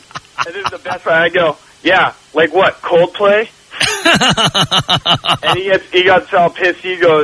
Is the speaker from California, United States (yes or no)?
yes; Los Angeles, California, United States; now in San Diego, United States; I'm calling from San Diego, grew up in L.A., loved you, moved down here for school